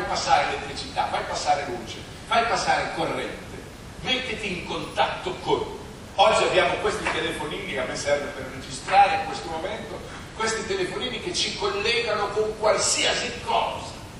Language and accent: Italian; Emilia-Romagna, Italy; Vedere che la Romagna, la mia terra, che nego che sia la mia terra